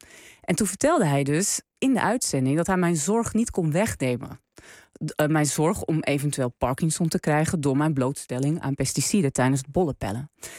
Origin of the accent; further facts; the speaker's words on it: North Holland, Netherlands; waar ik vandaan kom uit de kop van Noord-Holland, daar is niet zo heel veel ander werk.